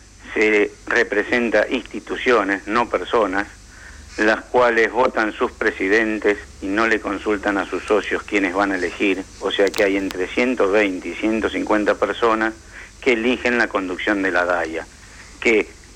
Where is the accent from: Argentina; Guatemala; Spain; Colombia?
Argentina; Y yo soy argentino y judío.